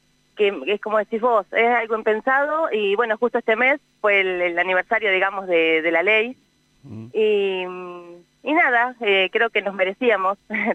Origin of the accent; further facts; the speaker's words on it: Uriburu, La Pampa, Argentina; Yo soy de Uriburu